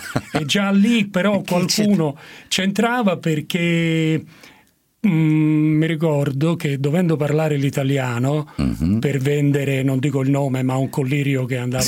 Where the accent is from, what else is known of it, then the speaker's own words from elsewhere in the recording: Rome, Lazio, Italy; No, io sono romano.